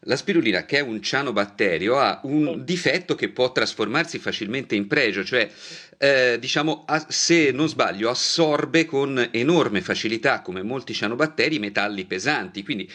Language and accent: Italian; Tuscany, Italy; sono italiano e sono toscano